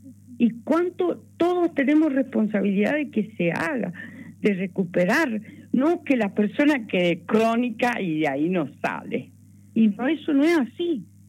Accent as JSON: {"language": "Spanish", "region": "Mendoza", "country": "Argentina", "said": "Yo soy mendocina, me siento internacional"}